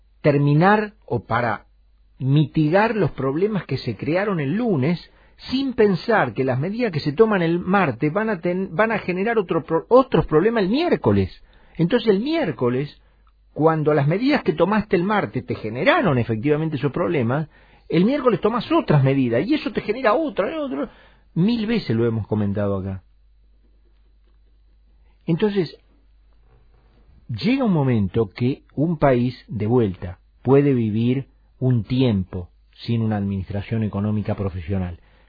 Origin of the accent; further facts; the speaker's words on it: Argentina; Porque yo soy argentino y yo tengo que ser original.